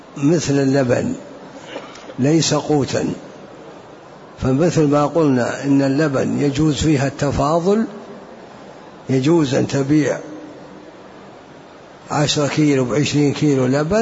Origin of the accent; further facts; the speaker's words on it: Najd, Saudi Arabia; عندنا في نجد معروف 4 أنواع يسمونه حنطة والقيمي وجريبة ومعيه